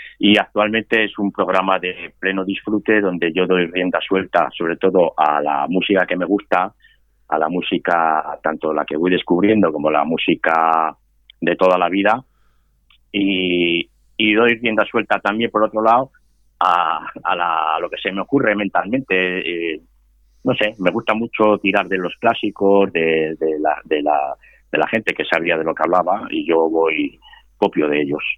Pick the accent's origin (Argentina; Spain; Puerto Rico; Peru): Spain; Ávila, Castile and León; also born or lived in Vitoria / London / Valencia / Barcelona; now in Granada, Spain; Yo nací en Vitoria, me crié en Ávila, estudié en Salamanca, emigré a Londres, luego volví, estuve viviendo en Valencia, luego estuve en Barcelona, me volví a emigrar, estuve 18 años en Dinamarca, ahora estoy en Granada